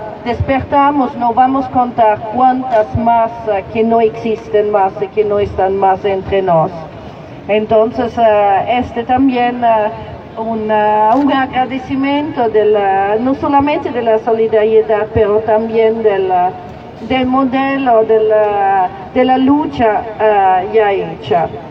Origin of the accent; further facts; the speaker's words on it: Italy; Spanish is a second language; moved away as an adult; now in Palestine; Soy de origen italiana, pero 20 años atrás me fui en Palestina, me trasladé en Palestina